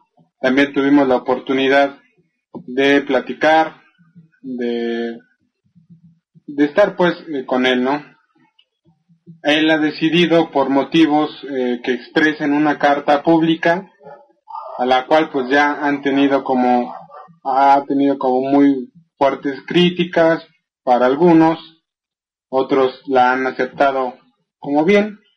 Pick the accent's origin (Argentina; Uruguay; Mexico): Mexico; Soy un mexicano afectado profundamente por la violencia.